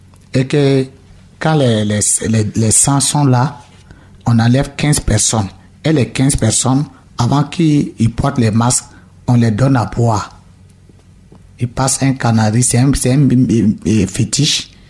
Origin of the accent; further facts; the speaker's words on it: Burkina Faso; Je viens de Burkina.